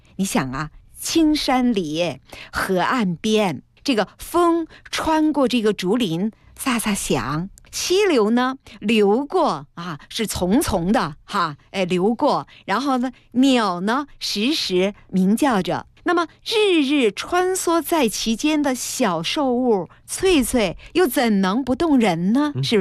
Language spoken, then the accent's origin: Chinese; Chongqing, China; 我原来说过我是重庆人，